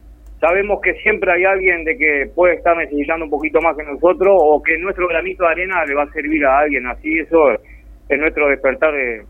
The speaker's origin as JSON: {"language": "Spanish", "region": "Montevideo", "country": "Uruguay", "tie": "born or raised there", "said": "yo soy criado ahí, nacido y criado en Montevideo, y recuerdo que en aquel entonces, cuando era niño"}